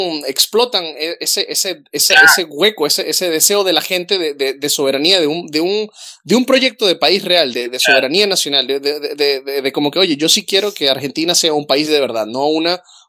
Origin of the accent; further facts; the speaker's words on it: Venezuela; yo soy venezolano